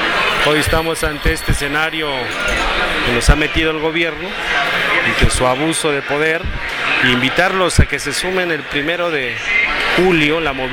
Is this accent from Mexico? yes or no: yes; Mexico; contraconocimiento que están implementando en México para despojarnos hasta de nuestra identidad como mexicanos